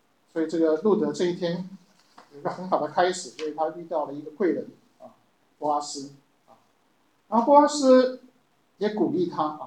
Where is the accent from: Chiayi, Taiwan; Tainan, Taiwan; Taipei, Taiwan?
Taipei, Taiwan; 我记得我们小时候也住在这个附近啊，南机场这边，我们在眷村里头。